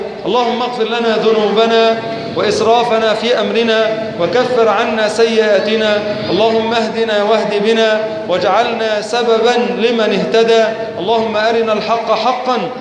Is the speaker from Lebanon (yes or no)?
no; Egypt; اللهم أنزل على بلادنا مصر السقاء والرخاء